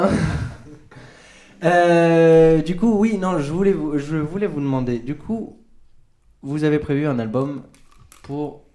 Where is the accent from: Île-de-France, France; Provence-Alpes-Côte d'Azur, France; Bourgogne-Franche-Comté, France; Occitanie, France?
Occitanie, France; Béziers; Alors, moi, je viens de Béziers.